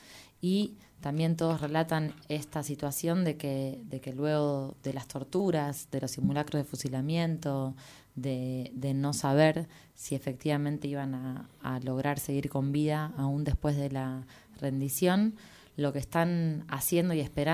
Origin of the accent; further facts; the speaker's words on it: Argentina; born there; para todos los que nacimos en Argentina, esa es parte de nuestra historia y de nuestra identidad como sociedad